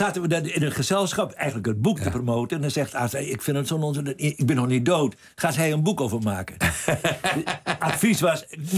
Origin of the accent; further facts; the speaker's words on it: Groningen, Netherlands; Ja, Groningen, waar ik geboren ben.